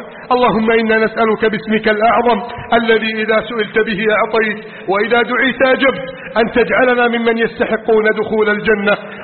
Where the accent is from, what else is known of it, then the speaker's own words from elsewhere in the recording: Egypt; واجعل بلدنا مصر آمنا مطمئنا